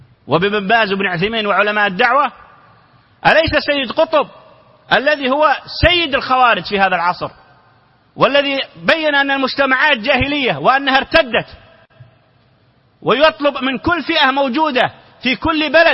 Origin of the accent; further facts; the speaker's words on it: Saudi Arabia; نعرف أن هناك في الإعلام عندنا في السعودية